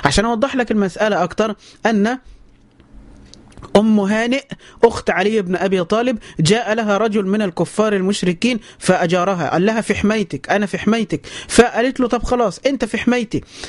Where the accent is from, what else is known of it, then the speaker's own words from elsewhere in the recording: Egypt; النصارى عندنا في مصر هم أهل الذمة